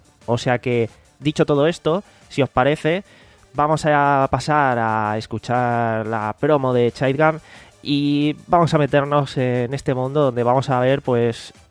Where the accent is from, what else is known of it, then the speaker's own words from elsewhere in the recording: Alicante, Valencian Community, Spain; Tengo 29 años y soy de Alicante.